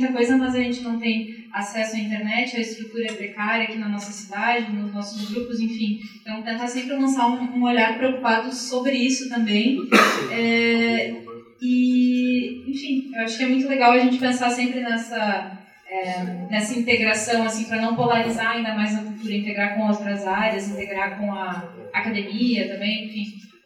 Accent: Porto Alegre, Rio Grande do Sul, Brazil; também sou do Grande do Sul, de Porto Alegre.

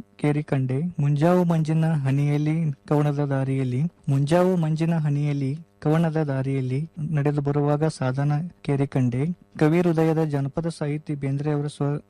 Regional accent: Todavada, Karnataka, India; now in Dharwad, India; ನಾನು ಬೆಳಗಾವಿ ಜಿಲ್ಲೆಯ ಅಥಣಿ ತಾಲೂಕಿನ ತೊಡವಾಡ ಎಂಬ ಪುಟ್ಟ ಗ್ರಾಮದವನು. ನಾನು ಧಾರವಾಡದಲ್ಲಿ 3ನೇ ವರ್ಷ ಸಂಗೀತ ವಿದ್ಯಾಭ್ಯಾಸ ಮಾಡುತ್ತಿದ್ದೇನೆ.

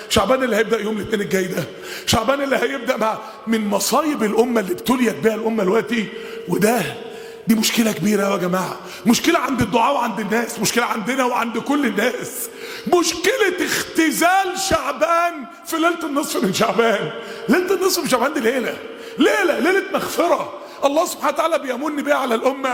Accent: Mansoura, Dakahlia, Egypt; كان عندنا في المنصورة واحد

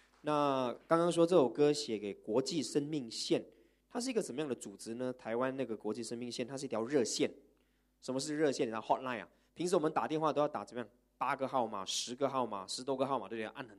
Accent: Malaysia; 我们马来西亚人每次都给人家讲什么？

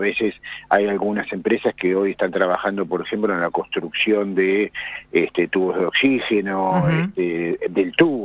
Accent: Argentina; cuánto nos va a golpear a nosotros como argentinos

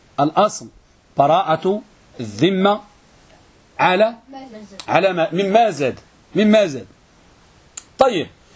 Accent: Morocco; لأن يعتقد أن عندنا في المغرب وماشي غير في المغرب فقط يقول الغرامة حرام

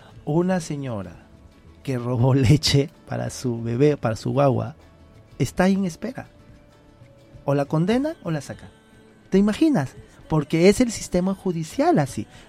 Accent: Veracruz, Mexico; yo soy del estado de Veracruz. Yeah. No sé si ubicas Veracruz, sí. La costa, que es un lindo, es el paraíso.

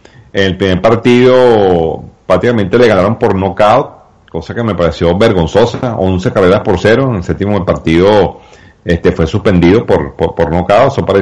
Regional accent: Venezuela; yo también lo ligo, obviamente, como venezolano

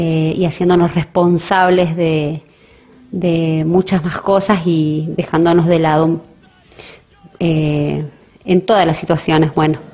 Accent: Paraná, Entre Ríos, Argentina; Yo soy de Paraná, Entre Ríos

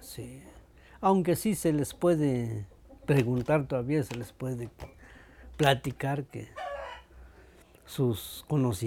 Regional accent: Yetón, Chiapas, Mexico; born there; yo nací en Yetón, Aldama.

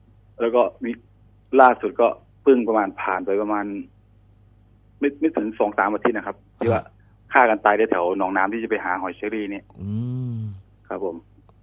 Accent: Sakon Nakhon, Thailand; ผมเนี่ยเป็นคนสกลนคร

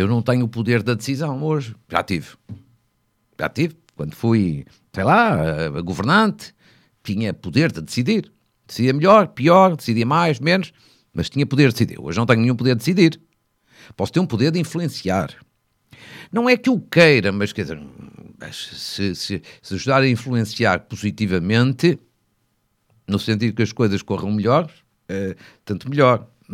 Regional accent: Fafe, Norte, Portugal; na Câmara da minha terra, que é FAF

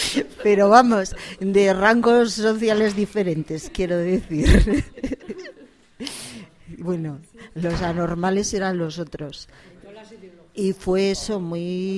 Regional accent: Burgos, Castile and León, Spain; me presento como … que soy de Burgos, no de Gamonal, pero sí de Burgos

